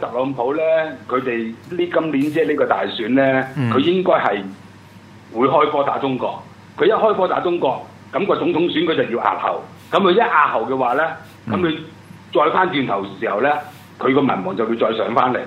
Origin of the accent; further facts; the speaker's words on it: Hong Kong; 嗌佢过嚟打救我哋香港人真係好过啦。